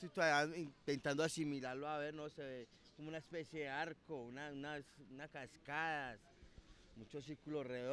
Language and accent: Spanish; Medellín, Antioquia, Colombia; Sí, he salido de aquí de Colombia, he salido.